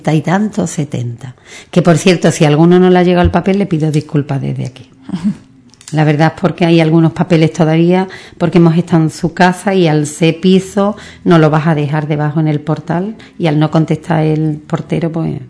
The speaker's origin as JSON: {"language": "Spanish", "town": "Ubrique", "region": "Andalusia", "country": "Spain", "said": "Esto es de no sé quién, esto es nuestro, de Ubrique."}